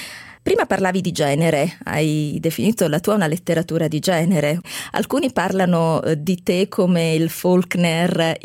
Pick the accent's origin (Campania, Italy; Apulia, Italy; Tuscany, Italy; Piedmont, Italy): Apulia, Italy; Devo dire che da pugliese mi piace molto questa capacità che hai